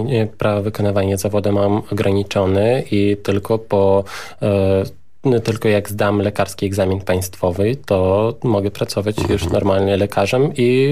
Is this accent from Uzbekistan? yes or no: yes; Tashkent, Uzbekistan; now in Poland; Przyjechałem z Taszkentu.